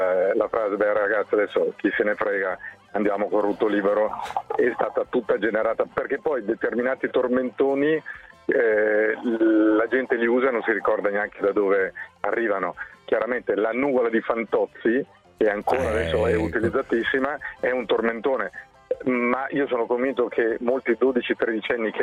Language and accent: Italian; Siena, Tuscany, Italy; perché io da senese ero al Palio.